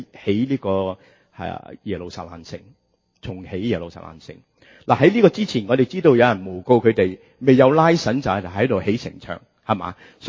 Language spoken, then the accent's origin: Cantonese; China; 嗱，呢個對我哋中國人就好簡單㗎喇。我哋有點呀？有唐曆，有西曆，有農曆，有西曆，係咪？